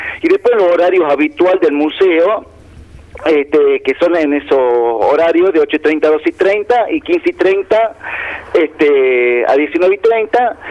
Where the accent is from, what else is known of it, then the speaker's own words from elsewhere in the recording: La Rioja, Argentina; de las cosas que nos sucedieron a nosotros como riojano en algún momento de la historia.